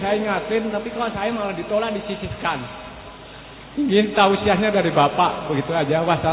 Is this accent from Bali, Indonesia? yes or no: yes; Bali, Indonesia; Saya dari Bali.